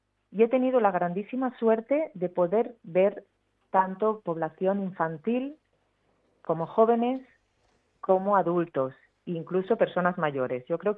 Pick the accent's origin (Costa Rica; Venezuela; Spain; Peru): Spain; Catalonia; la sacamos en catalán, porque somos catalanes nosotros